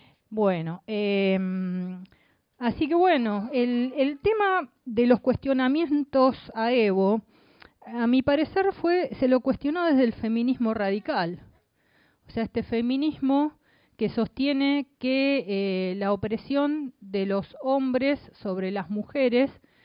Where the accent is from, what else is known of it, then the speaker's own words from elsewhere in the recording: Buenos Aires, Argentina; born there; por línea materna soy uruguaya también. Soy argentina y soy uruguaya. Nací en Buenos Aires.